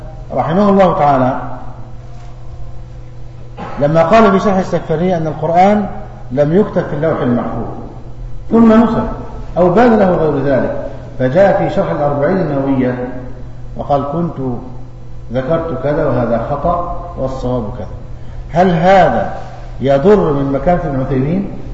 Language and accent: Arabic; Egypt; عندنا في مصر تعدي عشرات زيه